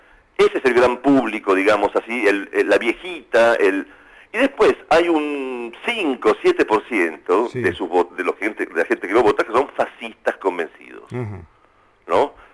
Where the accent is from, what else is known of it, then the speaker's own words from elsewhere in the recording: Argentina; Yo vengo muy seguido a Argentina. Sí. Me siento profundamente argentino. Sí, no sí, es sí, que... Sí. Aparte, siendo emigrante con mi familia, o sea, mi familia son piemonteses, vinimos acá, fuimos para allá, soy realmente un argentino doc.